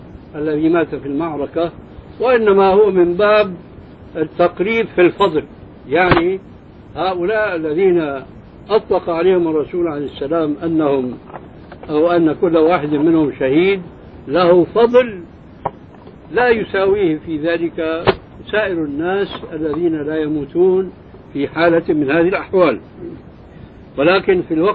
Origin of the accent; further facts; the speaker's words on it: Syria; عندنا في سوريا كان شاعت قصة رجل في الحرب مع